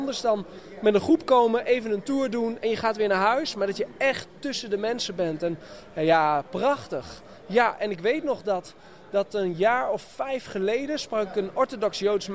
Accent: Netherlands; En alle gelovigen, die gaan dan met een bord, wij komen uit Nederland, wij komen van dat land.

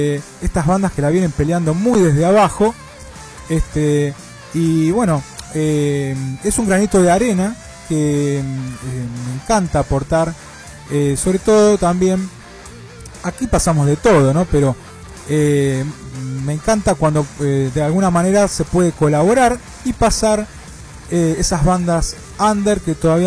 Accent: Monte Grande, Buenos Aires Province, Argentina; yo soy de aquí de Monte Grande.

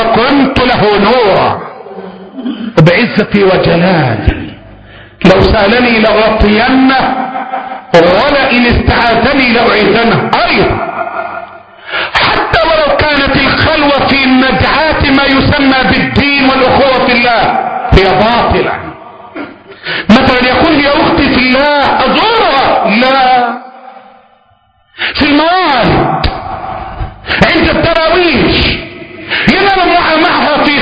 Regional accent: Egypt; اللهم احفظ بلدنا مصر، اللهم احفظ بلدنا مصر

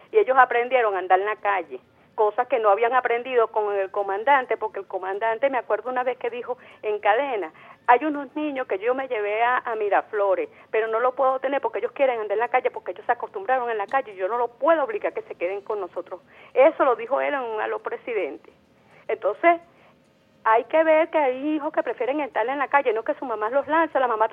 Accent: Venezuela; uno, como venezolano

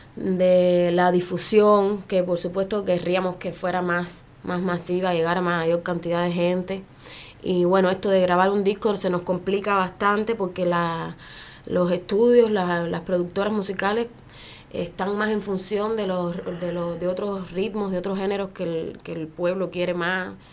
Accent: Santa Clara, Villa Clara, Cuba; para nosotros que somos de Santa Clara

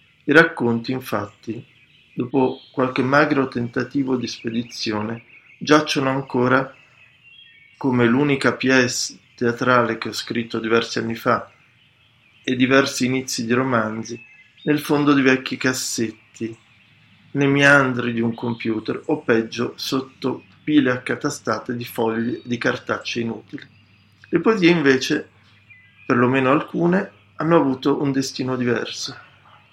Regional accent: Milan, Lombardy, Italy; born there; sono nato a Milano nel 1965.

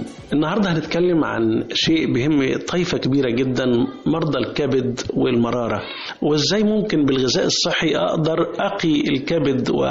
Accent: Egypt; اكله الفول المحببه لينا كمصريين فيها اوميجا 3

